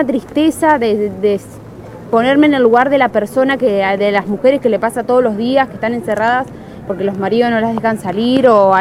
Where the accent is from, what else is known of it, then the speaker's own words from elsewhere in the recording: Santa Fe, Argentina; Yo soy de Santa Fe y lo hacía ya con una ONG de Santa Fe.